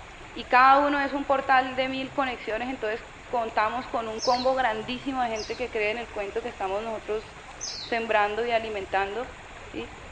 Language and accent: Spanish; Cali, Valle del Cauca, Colombia; soy de Cali.